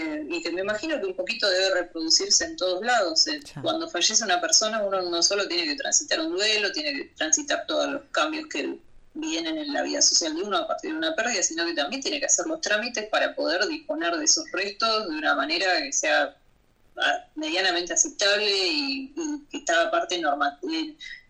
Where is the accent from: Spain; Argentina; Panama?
Argentina; Buenos Aires Province; en la ciudad de Buenos Aires y en el Gran Buenos Aires, que es de donde soy yo